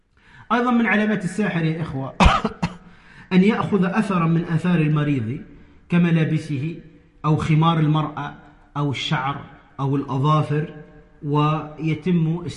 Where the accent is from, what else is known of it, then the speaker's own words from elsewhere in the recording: Tunisia; ومن رأى منكم هؤلاء القوم يتكلمون بلغة نسميها عندنا في تونس يقول يتكلم بالعجمي